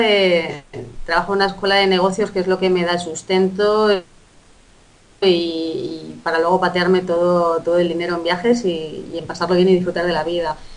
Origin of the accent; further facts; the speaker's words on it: Alcalá de Henares, Community of Madrid, Spain; Soy madrileña de Alcalá de Henares